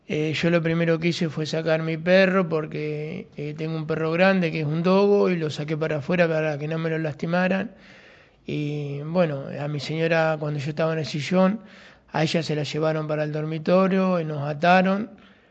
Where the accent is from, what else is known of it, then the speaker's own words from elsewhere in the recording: Cañuelas, Buenos Aires Province, Argentina; yo soy una persona de trabajo, de Cañuela, que nací acá en Cañuela, tengo 56 años